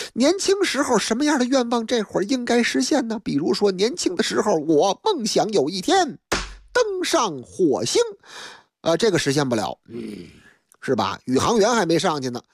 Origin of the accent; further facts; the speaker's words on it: Beijing, China; 在我的老家北京劲松一带，那个地方那是个成熟的社区，有很多那个老旧的楼房